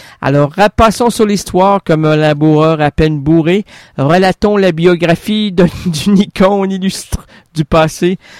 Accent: Lac-Beauport, Quebec, Canada; Moi, je suis de la Seine, pas de Beauport, pas de Lac-Port. Moi, je suis du Lac-Beauport!

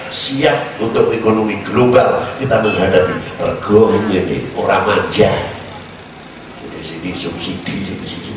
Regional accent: Indonesia; born there; Kebetulan saya dilahirkan, ngaku aja ngomong saya orang Indonesia ini, kebetulan saya dilahirkan di Indonesia.

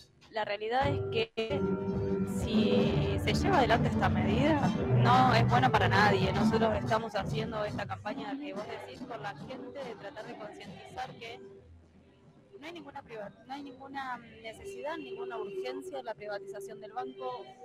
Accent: La Pampa, Argentina; como pampeanos y pampeanas, como argentinos y argentinas

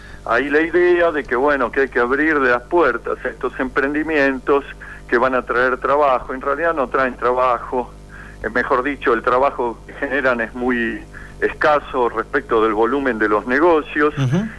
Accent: Buenos Aires, Argentina; Soy de Buenos Aires.

